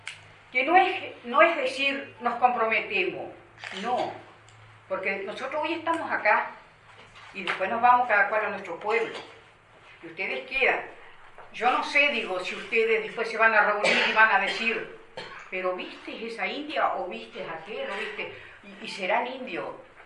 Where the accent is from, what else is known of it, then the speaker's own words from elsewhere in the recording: Río Negro, Uruguay; Nosotros somos de Río Negro, de Yun.